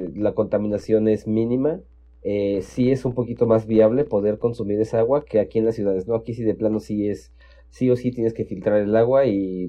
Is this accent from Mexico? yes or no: yes; Mexico; no tenemos como mexicanos la cultura del mantenimiento preventivo